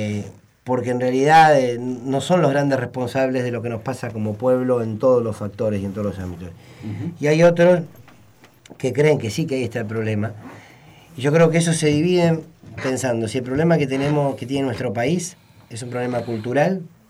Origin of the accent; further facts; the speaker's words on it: Argentina; el problema que nosotros tenemos como argentinos es profundamente cultural.